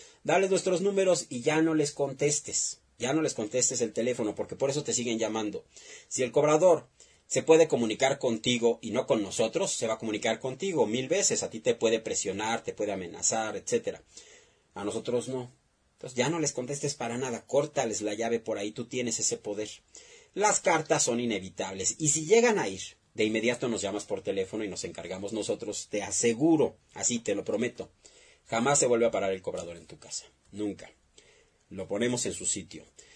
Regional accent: Mexico; Es una chamba de todos nosotros como mexicanos.

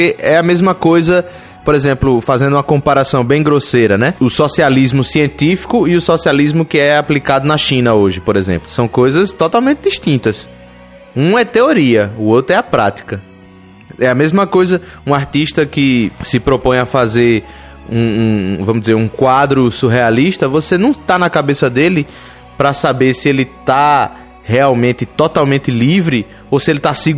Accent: Northeast Region, Brazil; como bom nordestino, me recuso a falar

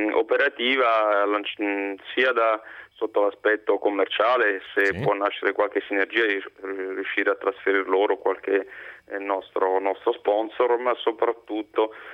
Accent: Rome, Lazio, Italy; io sono romano, quindi tradizioni diciamo per metà abruzzese.

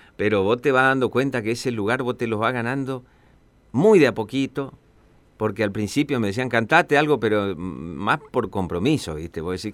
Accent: Resistencia, Chaco, Argentina; yo soy de Resistencia, de mi ciudad, que forma parte del mapa litoraleño.

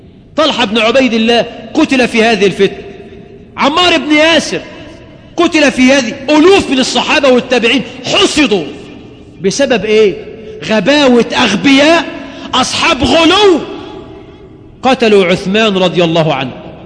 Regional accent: Egypt; ظهر عندنا في مصر فكر

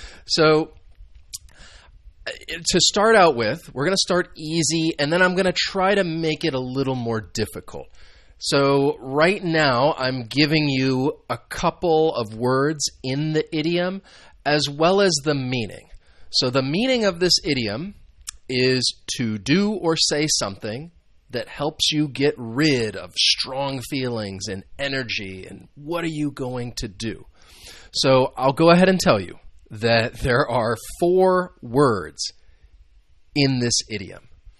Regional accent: United States; I am from the United States, so these are some idioms that I think you could use

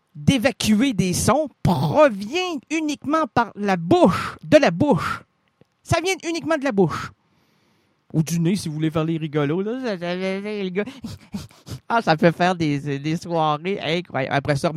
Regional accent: Quebec, Canada; On n'est pas des Canadiens, on est des Québécois

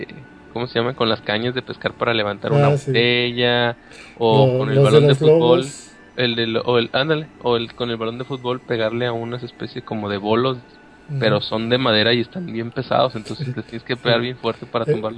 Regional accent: Monterrey, Nuevo León, Mexico; Acá en Monterrey, como sabrán, yo soy regio.

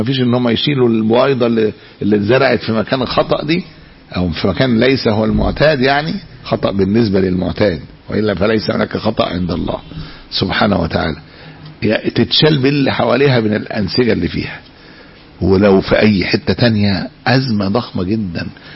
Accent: Egypt; احنا عندنا في مصر لوحدها بيولدوا كل 6 ثواني

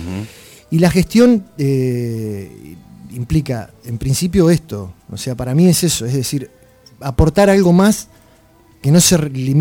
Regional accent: Olavarría, Buenos Aires Province, Argentina; uno se haya ido del lugar donde se crió, si bien yo no nací acá, pero soy de Olavarría

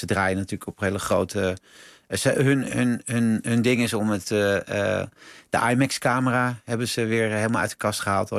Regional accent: Netherlands; dat vind ik natuurlijk als Nederlander ook interessant

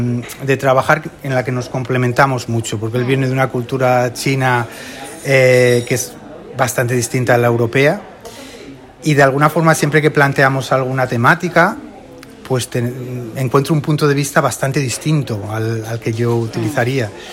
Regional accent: Gijón, Asturias, Spain; yo crecí viendo películas en el Festival de Gijón, fui muchos años jurado joven.

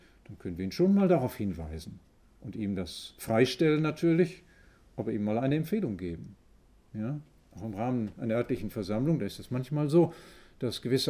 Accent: Vollmarstein, North Rhine-Westphalia, Germany; Und ich komme aus Vollmerstein

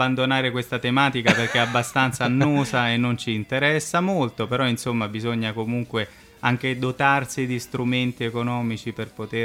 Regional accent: Rome, Lazio, Italy; vengo da Roma ma la mia famiglia è veneziana, per cui insomma back to the roots direbbero gli americani.

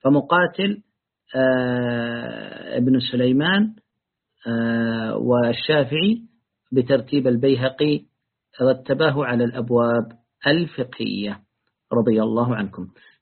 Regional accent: Yemen; في بلادي اليمن

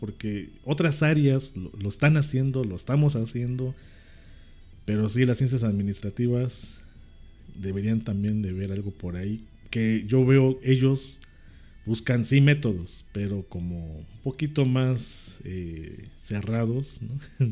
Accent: Mexico; no lo digo yo como mexicano, lo dicen extranjeros que vienen a México.

